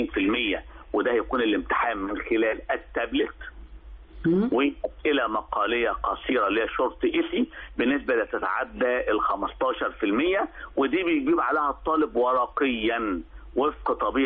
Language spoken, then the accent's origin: Arabic; Egypt; انت عارفه ان احنا عندنا في مصر فكره كانتين المدرسه